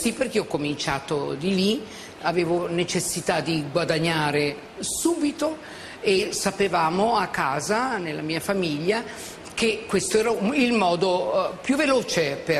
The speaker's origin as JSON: {"language": "Italian", "town": "Goro", "region": "Emilia-Romagna", "country": "Italy", "tie": "born or raised there", "said": "La mia infanzia a Goro è stata un'infanzia di grandi giochi."}